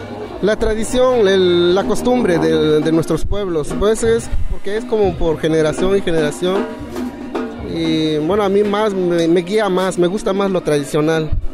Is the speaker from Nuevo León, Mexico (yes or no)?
no; Santa Catarina Yahuío, Oaxaca, Mexico; vengo de la comunidad de Santa Catarina, Yahuío, Ixtlán, Oaxaca.